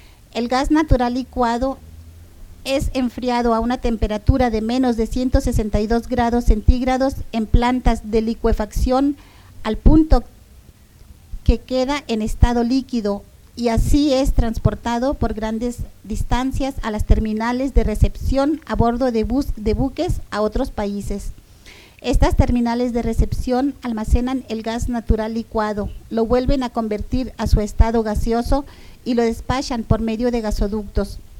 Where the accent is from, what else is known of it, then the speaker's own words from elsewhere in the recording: Ensenada, Baja California, Mexico; venimos de Ensenada, Baja California.